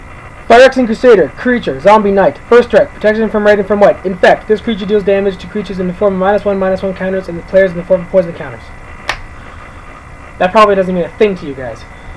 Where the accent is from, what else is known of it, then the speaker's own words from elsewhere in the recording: Canada; I am from Canada. And yes, I'm pretty sure I'm living there now.